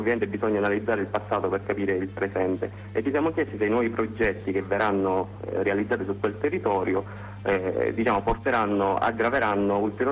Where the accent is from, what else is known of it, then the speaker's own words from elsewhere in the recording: Sicily, Italy; noi siamo partiti da un presupposto, soprattutto da siciliani.